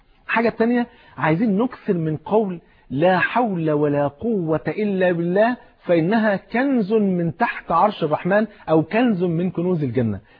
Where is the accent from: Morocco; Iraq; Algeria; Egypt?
Egypt; Cairo, Cairo Governorate; هو فاتح محل كبير في إحدى المولات الكبيرة عندنا في القاهرة